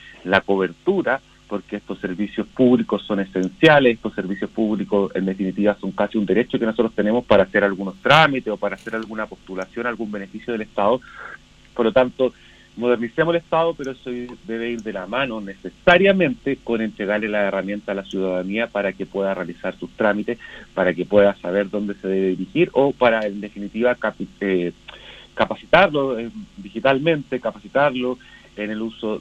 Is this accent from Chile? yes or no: yes; San Javier, Maule, Chile; Yo soy de San Javier, tengo una oficina en el centro de San Javier